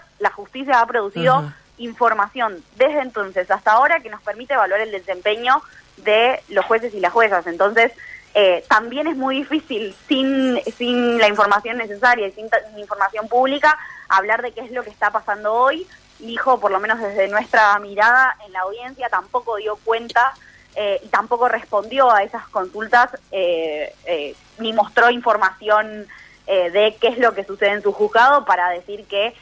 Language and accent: Spanish; Argentina